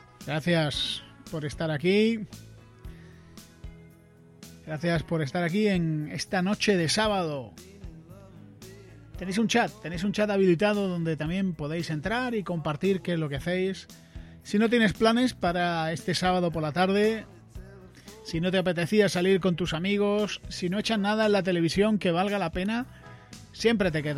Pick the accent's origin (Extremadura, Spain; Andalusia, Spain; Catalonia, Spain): Andalusia, Spain; now in Madrid, Spain; Pero yo como buen andaluz tengo dos aparatos de aire acondicionado en mi casa